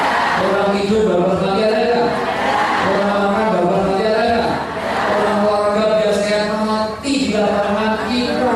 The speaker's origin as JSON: {"language": "Indonesian", "town": "Yogyakarta", "region": "Special Region of Yogyakarta", "country": "Indonesia", "said": "saya berikan yang kuat dulu, karena saya orang Jogja."}